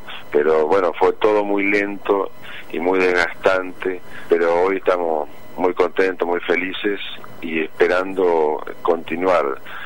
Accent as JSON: {"language": "Spanish", "town": "Paraná", "region": "Entre Ríos", "country": "Argentina", "said": "Nosotros no somos acá, somos de Paraná, seguimos buscando los restos de nuestros hermanos."}